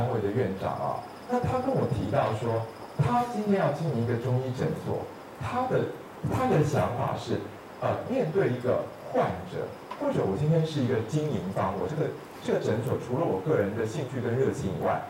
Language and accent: Chinese; Taiwan; 就像我们台湾这边